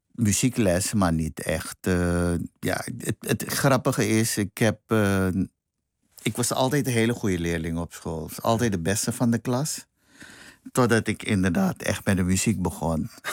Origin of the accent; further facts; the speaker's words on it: Billiton, Para, Suriname; Het dorp waar ik vandaan kom, dus Billiton, het is echt multicultureel.